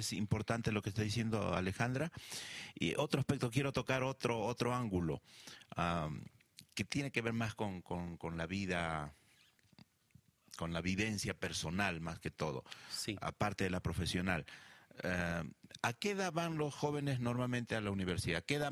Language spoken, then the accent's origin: Spanish; Peru; Yo vengo del Perú